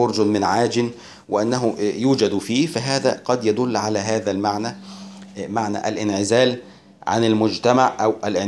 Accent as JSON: {"language": "Arabic", "country": "Egypt", "said": "طيب عندنا في مصر مثلا يقولون أن الشخص نائم في سابع نومة"}